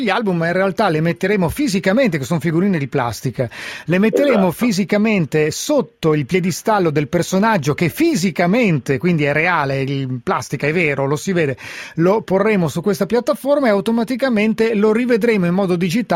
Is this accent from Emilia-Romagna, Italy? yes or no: no; Lombardy, Italy; visto che è un errore nel quale da lombardo casco spesso